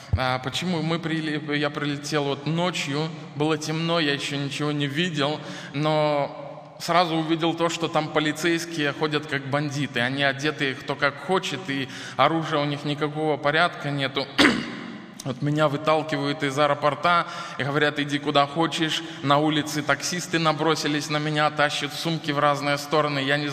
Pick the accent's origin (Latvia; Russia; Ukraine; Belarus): Belarus; Хотя вы знаете, мы белорусы, мы иногда занижаем свою самооценку.